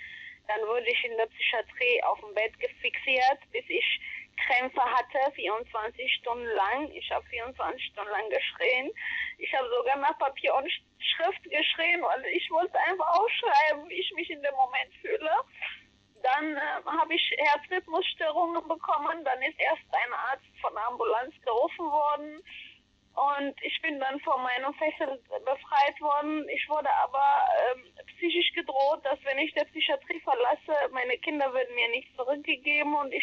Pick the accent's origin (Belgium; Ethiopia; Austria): Ethiopia; now in Germany; Ich habe einen blauen Pass, ich darf nicht zu meiner Heimat zurück. Ich kann überall hin und nicht in meine Heimat.